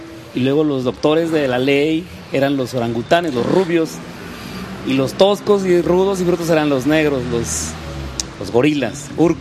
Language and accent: Spanish; Mexico City, Mexico; Cuando yo estaba en la Ciudad de México, allá vivía, porque de allá soy chilango